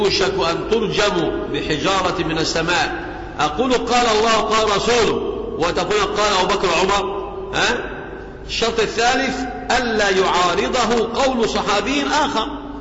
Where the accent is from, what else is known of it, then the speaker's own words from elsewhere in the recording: Egypt; عندنا في مصر